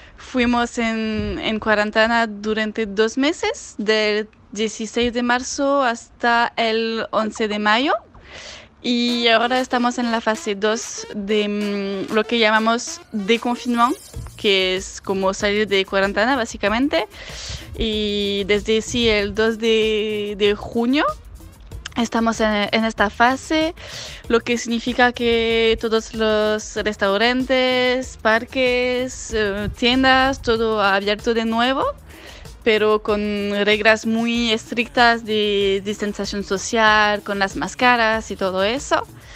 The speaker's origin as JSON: {"language": "Spanish", "country": "France", "second_language": "Spanish", "said": "de Francia. Vení a Argentina durante el mes de diciembre y de enero"}